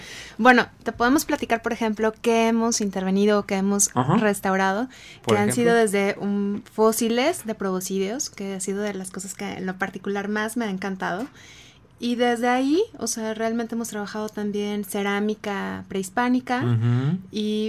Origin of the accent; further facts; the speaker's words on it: Monterrey, Nuevo León, Mexico; Bueno, empiezo yo. Yo soy de Monterrey.